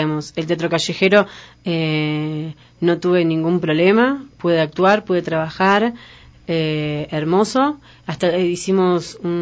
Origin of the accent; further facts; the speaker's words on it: Argentina; moved away; yo salí también desde Argentina por el norte, uh-huh. De mi país, y crucé a Bolivia